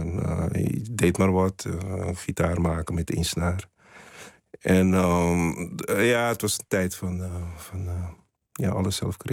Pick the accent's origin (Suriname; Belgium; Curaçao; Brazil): Curaçao; born there; Het is Curaçao is natuurlijk.